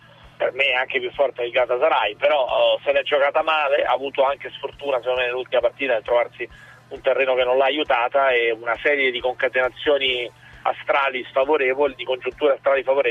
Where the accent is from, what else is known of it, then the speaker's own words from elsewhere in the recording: Rome, Lazio, Italy; per me la nebbia è uno di quei misteri, essendo io romano.